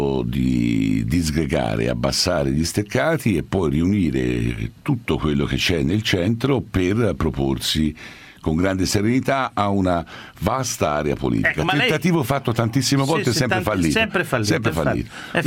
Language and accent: Italian; Florence, Tuscany, Italy; Sai, io sono fiorentino, i nomi e le parole.